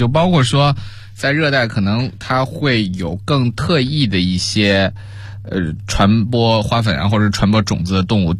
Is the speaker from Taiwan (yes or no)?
no; China; 特别是我们中国人通常生活在温带地区